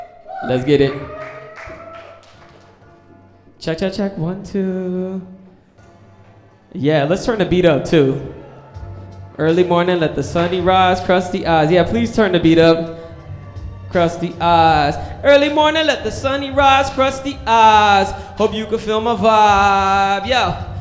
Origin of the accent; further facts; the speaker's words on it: Minneapolis, Minnesota, United States; I came from Minnesota, a Minneapolis, Dakota, and Spirit Lake is the reservation where I'm enrolled at, a family of survivors.